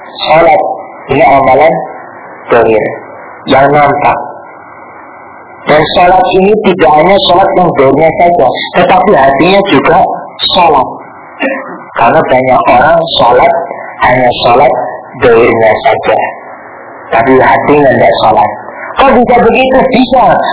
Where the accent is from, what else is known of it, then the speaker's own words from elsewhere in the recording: Surabaya, East Java, Indonesia; Ya, kalau saya aslinya Surabaya, kalau di Surabaya itu ada namanya Kampung Doli.